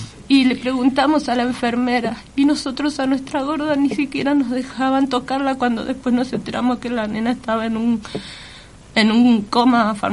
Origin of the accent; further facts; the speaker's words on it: Mendoza, Argentina; yo soy de Mendoza